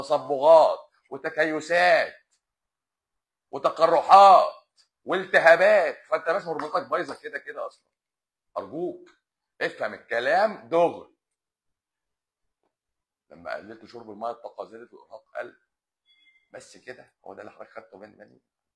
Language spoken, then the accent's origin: Arabic; Lebanon; لا انا لبناني. انا في لبنان، انا بكلمك من لبنان شخصيا.